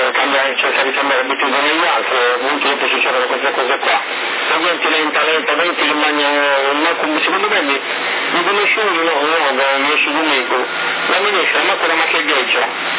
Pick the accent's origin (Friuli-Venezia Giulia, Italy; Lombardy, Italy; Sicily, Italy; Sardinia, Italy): Sardinia, Italy; Sono di Bussotorra.